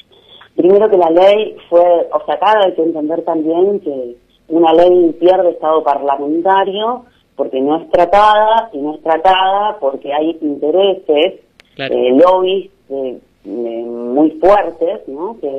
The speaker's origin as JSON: {"language": "Spanish", "region": "Santa Fe", "country": "Argentina", "said": "Nosotras como santafesinos nos recordamos que en un momento el agua estuvo horrible"}